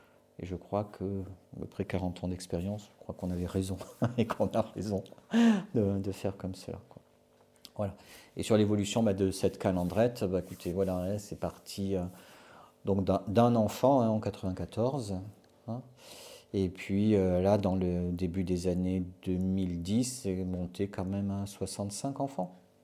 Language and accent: French; Canada; born there; Je suis né au Canada.